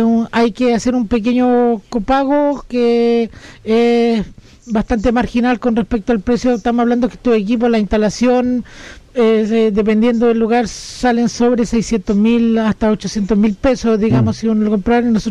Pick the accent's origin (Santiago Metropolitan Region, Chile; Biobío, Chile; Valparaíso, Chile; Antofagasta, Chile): Valparaíso, Chile; Catemu; yo vengo del Valle de la Aconcagua, de Catemu, y allá hace bastante más frío